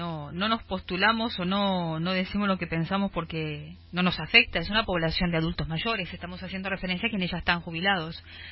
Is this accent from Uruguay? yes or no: yes; Uruguay; ¿qué nos espera, digamos, como uruguayos en general